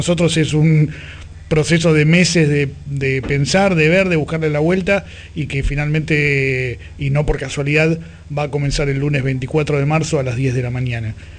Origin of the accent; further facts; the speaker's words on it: Buenos Aires, Argentina; accent: porteño; se darán cuenta que somos nosotros por nuestra tonada porteña